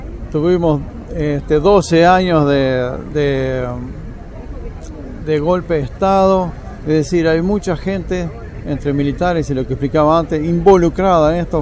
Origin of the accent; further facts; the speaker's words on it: Uruguay; now in Argentina; soy uruguayo, vivo aquí en la Argentina